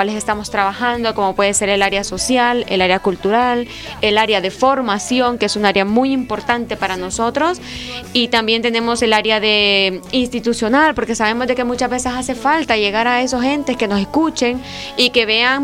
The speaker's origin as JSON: {"language": "Spanish", "country": "Honduras", "lives_now": "Spain", "said": "nosotros como comunidad hondureña en España"}